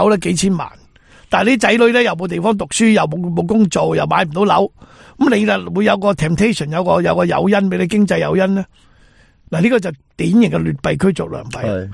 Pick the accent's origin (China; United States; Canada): China; moved away; 我喺海外生活咗咁多年，我哋中国人俾人虾，我试过嘛